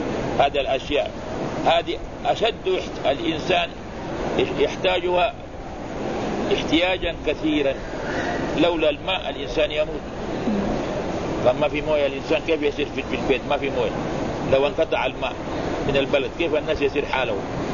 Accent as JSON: {"language": "Arabic", "town": "Mecca", "region": "Makkah Province", "country": "Saudi Arabia", "said": "هنا عندنا في مكة"}